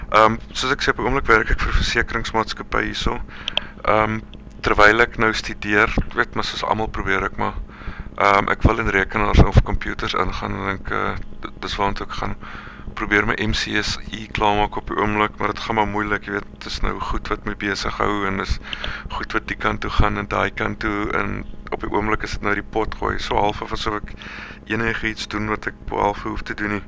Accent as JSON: {"language": "Afrikaans", "town": "Kirkwood", "region": "Eastern Cape", "country": "South Africa", "tie": "born or raised there", "said": "Ek is oorspronkelijk van die Ooskaap af, self, daar in Rodiese Valley, maar meer, ek het in Kirkwood groot geword, wat omtrent so 60 kilo's buitenkant uit de Naag is, daar na by die Erre Olifant Park. Vandaar het ons getrek Sondagsrivier toe"}